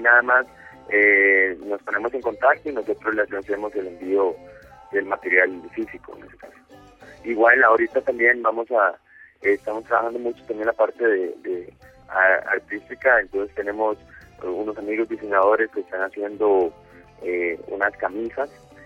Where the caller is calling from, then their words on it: Costa Rica; de La Milicia y les mando un abrazote desde Costa Rica.